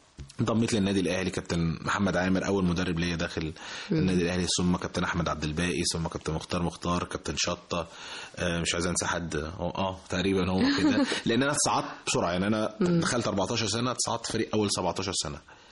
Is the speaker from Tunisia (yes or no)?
no; Egypt; also born or lived in Saudi Arabia; حتى انا ممكن اتولدت في السعوديه كنت بلعب كوره هناك بس برضو. في جنب البيت وكده, وبعد كده لما جيت مصر كملت